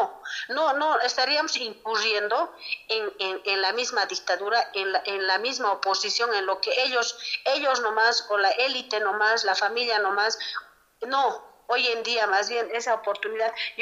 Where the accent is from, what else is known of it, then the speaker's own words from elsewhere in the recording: Bolivia; hoy en día como bolivianos somos dignos de vivir en otros países